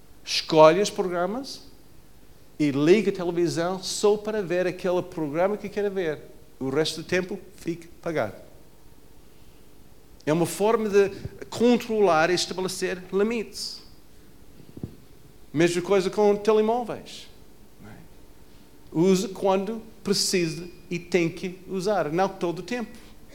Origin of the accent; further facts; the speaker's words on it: Portugal; Muitas expectativas sobre nós, só porque somos portugueses. Porque nós vivemos aqui.